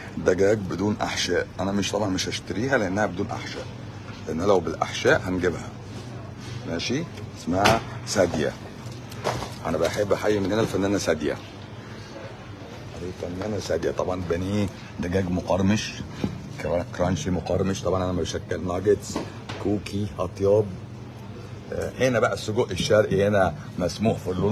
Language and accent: Arabic; Egypt; انا مش عميل انا عادي مصري